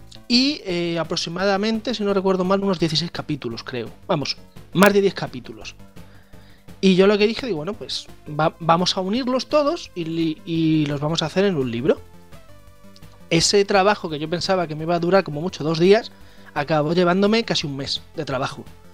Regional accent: Badajoz, Extremadura, Spain; yo me teníais a mí que ver en Hacienda de mi ciudad natal, Badajoz

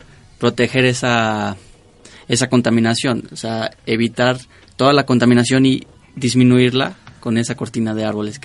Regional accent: León, Guanajuato, Mexico; now in Mexico City, Mexico; De León, Guanajuato.

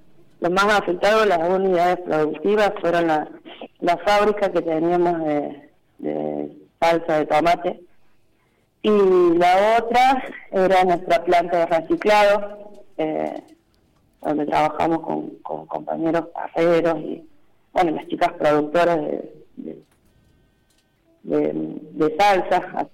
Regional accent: Cruz del Eje, Córdoba, Argentina; de Cruz del Eje.

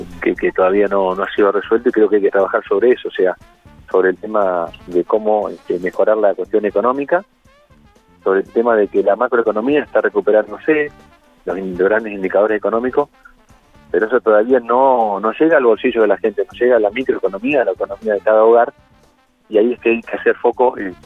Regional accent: Bernasconi, La Pampa, Argentina; nosotros tuvimos una participación importante en mi pueblo

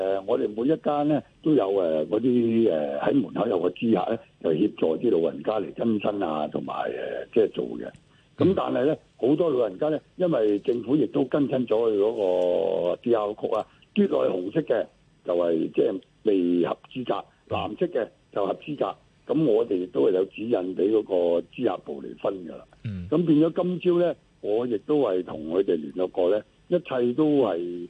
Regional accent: China; 端午咧始終係我哋中國人咧唔係一個好重視嘅節日啊

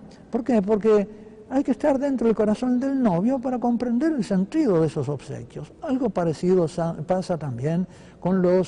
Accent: Uruguay; también un episodio que he visto en mi país, en el Uruguay, durante la Semana Santa

